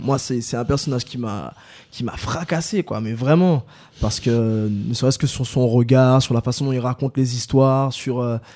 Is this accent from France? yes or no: yes; France; born there; also born or lived in Guadeloupe; Moi j'ai vécu en France, en fait je suis né en France et j'ai aussi vécu en Guadeloupe, et même avant d'avoir habité en Guadeloupe pendant une bonne dizaine d'années